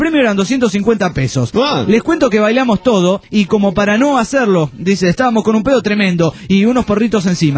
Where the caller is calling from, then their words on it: Olavarría, Buenos Aires Province, Argentina; Hola muchachotes … de Olavarría.